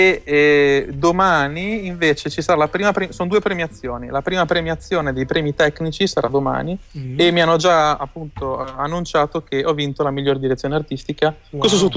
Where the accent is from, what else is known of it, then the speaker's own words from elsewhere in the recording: Bologna, Emilia-Romagna, Italy; also born or lived in Los Angeles; now in New York, United States; io ho studiato a Los Angeles, sono di Bologna e mi trovo a New York